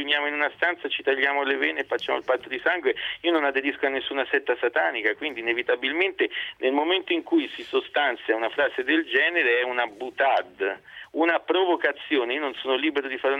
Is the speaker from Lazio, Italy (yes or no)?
yes; Rome, Lazio, Italy; accent: Tuscan; Sempre, io sono nato e vissuto